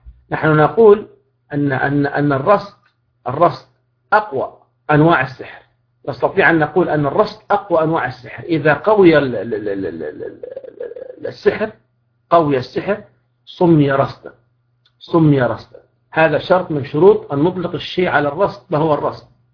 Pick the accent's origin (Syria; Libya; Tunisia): Libya; الرصيدة هذه تعتبر يعني باللغة العامية الدارجة موجودة عندنا في ليبيا